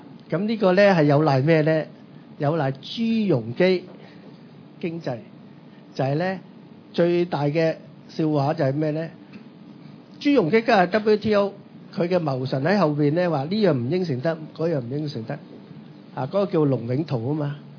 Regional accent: China; 我哋中國人唔消費嘅，因為我哋咧積壓住150年嘅積弱啊，好怕冇錢

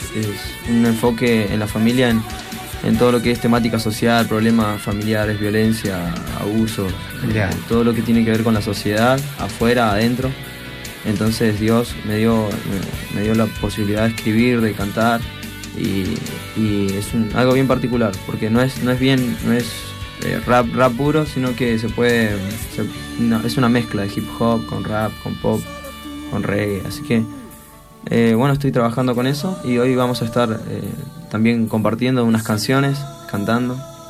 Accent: Río Negro, Argentina; soy de Argentina, más precisamente de Río Negro, en la Patagonia

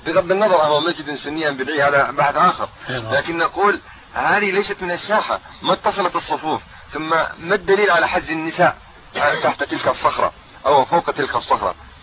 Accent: Ramallah and al-Bireh Governorate, Palestine; ونحن من قضاء رام الله

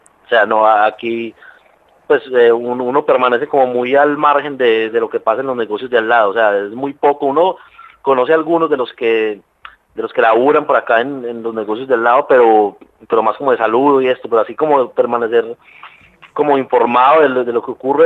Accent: Colombia; yo soy de Colombia y viví toda la vida ya. Y vivo acá nada más hace 4 años.

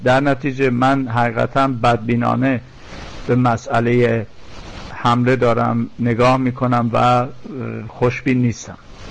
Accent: Iran; نظر خودم گفتم باز به عنوان یک ایرانی پر از ابهام است

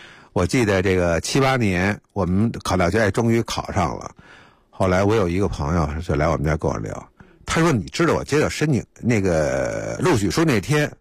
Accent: Beijing, China; 所以北海对我们北京人来说，那就更熟悉了嘛。

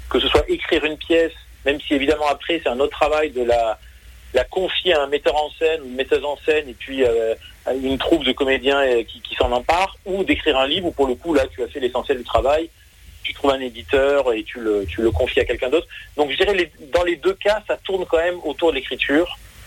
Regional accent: Montpellier, Occitanie, France; Moi, je suis de Montpellier à l'origine.

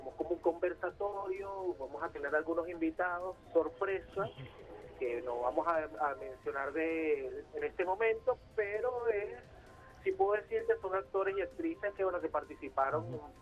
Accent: Venezuela; reconocernos como venezolanos, para blindarnos frente a toda una maquinaria político-mediática

